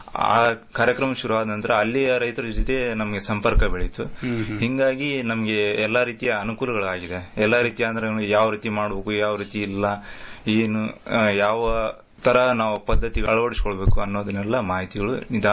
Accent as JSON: {"language": "Kannada", "town": "Gangavathi", "region": "Karnataka", "country": "India", "tie": "born or raised there", "said": "Sir, ನಮ್ಮ ಸ್ವಂತ ಊರು ಗಂಗಾವತಿ."}